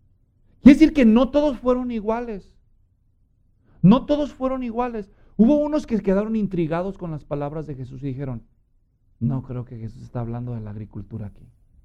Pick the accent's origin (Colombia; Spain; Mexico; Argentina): Mexico; Guadalajara, Jalisco; yo crecí en Guadalajara, yo soy mexicano y crecí católico. Guadalajara es una gran ciudad, millones de habitantes.